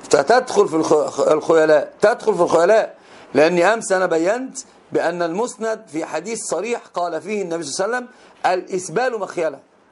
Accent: Morocco; لأن عندنا في المغرب معروف لباس المرأة في الأفراح يكون مسبل أكثر من شبرين.

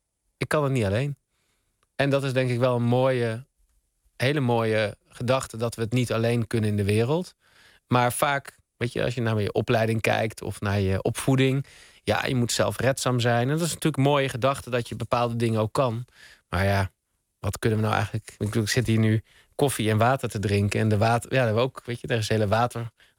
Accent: Utrecht, Netherlands; born there; in Utrecht, de stad waar ik ben geboren en woon

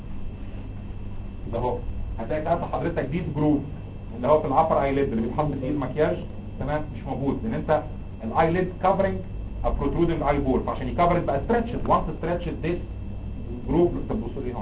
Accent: Egypt; بس احنا بتعرف عندنا في مصر الاصاله والعراقه والحضاره 7000 سنه

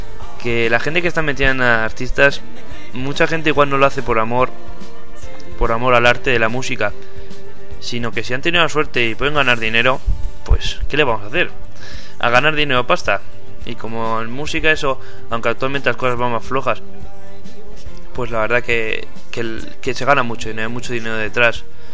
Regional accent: Spain; los que somos españoles

